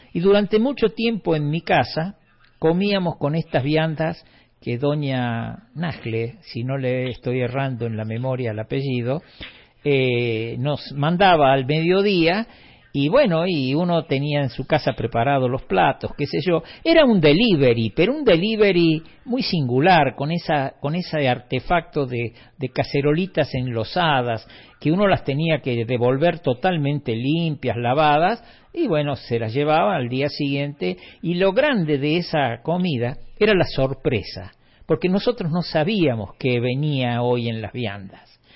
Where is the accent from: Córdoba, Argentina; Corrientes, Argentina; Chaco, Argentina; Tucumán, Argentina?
Córdoba, Argentina; Capilla del Monte; moved away; Muchos años después que yo me fui de Capilla del Monte, pasaron los años y alguna vez volví